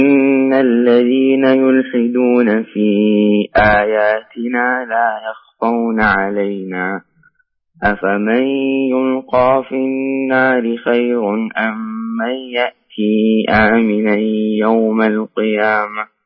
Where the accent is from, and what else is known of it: Riyadh, Riyadh Province, Saudi Arabia